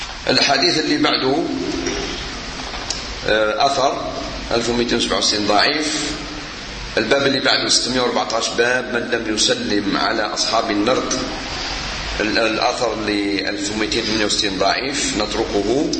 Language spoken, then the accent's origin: Arabic; Morocco; ولا أكثر 16 ساعة احنا عندنا في المغرب